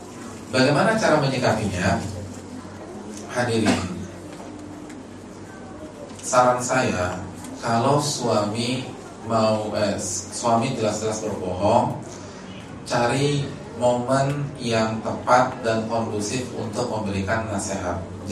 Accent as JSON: {"language": "Indonesian", "region": "Jabodetabek", "country": "Indonesia", "said": "karena saya kan dari Jabotabek"}